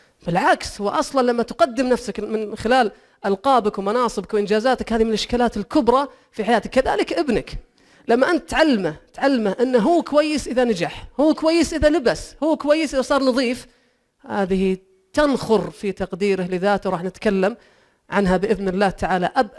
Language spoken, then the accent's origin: Arabic; Saudi Arabia; ما فيه إلا أنا واثنين سعوديين وماتوا